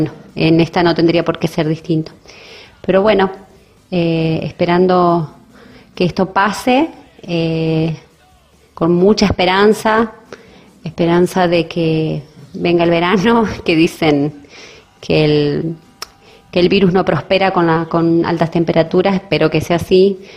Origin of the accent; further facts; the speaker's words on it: Paraná, Entre Ríos, Argentina; Yo soy de Paraná, Entre Ríos